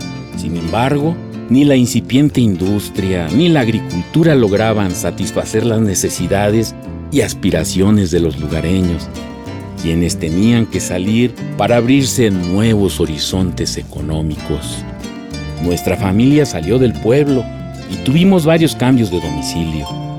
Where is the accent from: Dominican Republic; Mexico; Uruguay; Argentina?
Mexico; San Bernabé Amajac de Guerrero, Tlaxcala; born there; Nací en San Bernabé, Amajac de Guerrero, Tlaxcala.